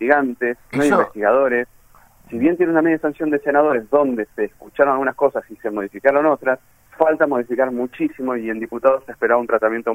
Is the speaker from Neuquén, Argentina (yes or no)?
no; Avellaneda, Buenos Aires Province, Argentina; yo soy oriundo de Avellaneda y por eso soy el gran rojo de Avellaneda.